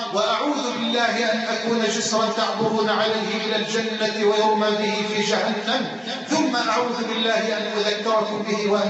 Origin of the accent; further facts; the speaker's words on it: Egypt; اللهم اجعل بلدنا مصر أمنا أمانا